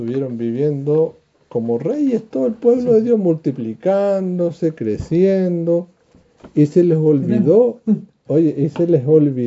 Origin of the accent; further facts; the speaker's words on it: Chile; nosotros como chilenos, les dije una vez que hicieran esa tarea